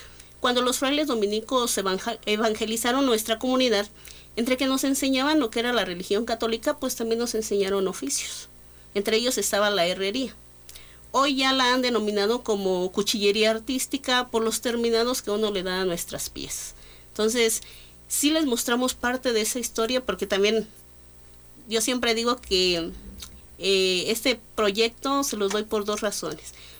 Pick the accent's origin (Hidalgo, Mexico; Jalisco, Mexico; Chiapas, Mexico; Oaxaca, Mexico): Oaxaca, Mexico; Ocotlán; Soy orgullosamente ocoteca, orgullosamente oaxaqueña, pero sobre todo soy orgullosamente mexicana.